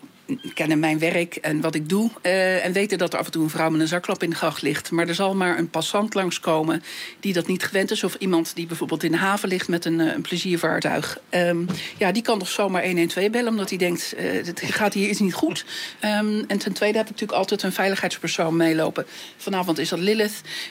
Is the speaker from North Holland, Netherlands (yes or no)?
no; Leiden, South Holland, Netherlands; uit Leiden. Hallo.